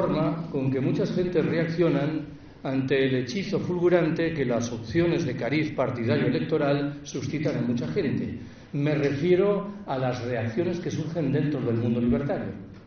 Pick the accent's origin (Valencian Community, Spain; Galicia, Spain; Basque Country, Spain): Galicia, Spain; Yo soy gallego. En Galicia esa localidad es Betanzos.